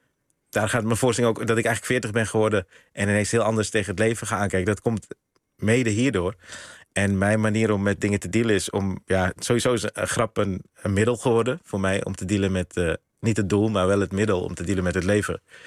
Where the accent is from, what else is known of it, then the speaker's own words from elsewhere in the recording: Netherlands; Ik ben eigenlijk hier opgegroeid in Nederland zonder dat ik die oma's vaak zag.